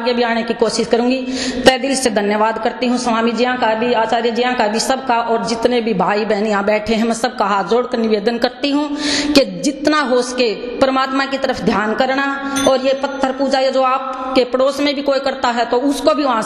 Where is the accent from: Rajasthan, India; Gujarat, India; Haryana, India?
Haryana, India; Rohtak; मैं रोहत हरियाणा से आई हूँ।